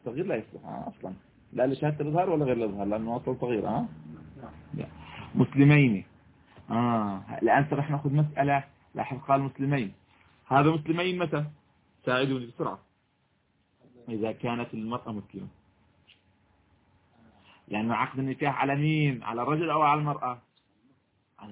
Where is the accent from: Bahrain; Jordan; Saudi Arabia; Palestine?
Jordan; الآن بعض الأوقات تصبح عندنا في الأردن مثلا